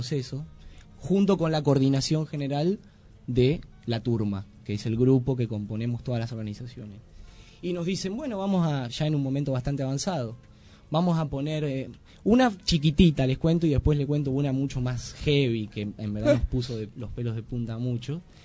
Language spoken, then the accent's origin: Spanish; Buenos Aires, Argentina; A esto sumado la estigmatización con la cual vamos los argentinos y más los que venimos de Buenos Aires, ¿no?